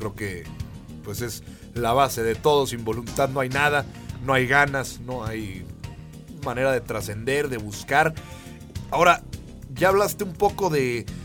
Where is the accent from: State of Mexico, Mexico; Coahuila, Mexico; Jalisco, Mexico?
Coahuila, Mexico; Saltillo; empatizar con que somos de Saltillo, apasionarnos con que somos de esta ciudad